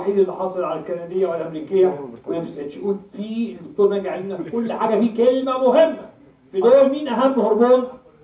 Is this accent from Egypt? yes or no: yes; Egypt; احنا عندنا في مصر في البيت نحب نسحب الشقه